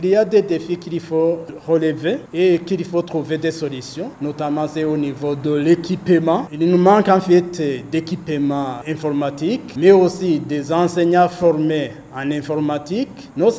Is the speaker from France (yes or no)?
no; Burundi; pas ici chez nous au Burundi, mais ailleurs. Même ici chez nous, il y a des intempéries